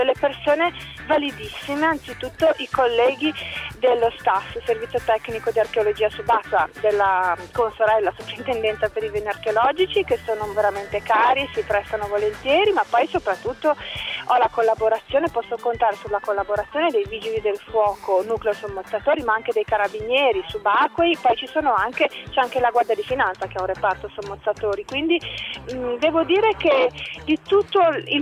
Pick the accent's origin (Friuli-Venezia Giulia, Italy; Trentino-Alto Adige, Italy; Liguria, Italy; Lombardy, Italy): Liguria, Italy; Genoa; fra l'altro io sono genovese